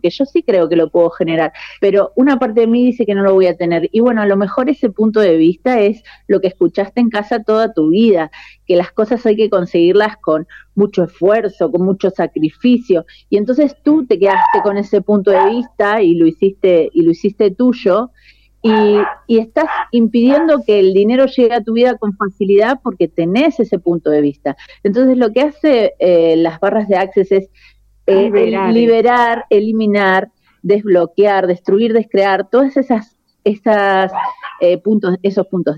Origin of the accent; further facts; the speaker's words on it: Argentina; moved away as an adult; now in Spain; Yo soy argentina, pero vivo en España hace 22 años. Sí, ahora estoy en Mendoza, estoy de vacaciones y dando clases.